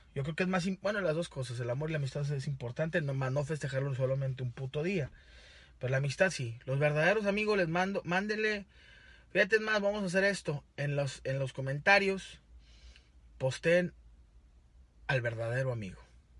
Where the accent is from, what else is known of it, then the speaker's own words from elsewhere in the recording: Monterrey, Nuevo León, Mexico; yo soy de Monterrey, Nuevo León.